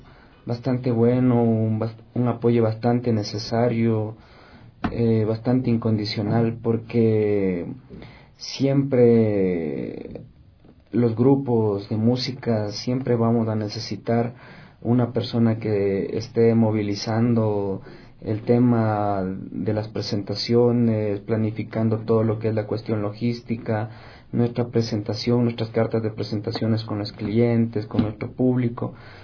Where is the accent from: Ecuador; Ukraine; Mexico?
Ecuador; los sentimientos de nuestro pueblo ecuatoriano, que tanto necesita alegría y ponernos siempre de pie como buenos ecuatorianos.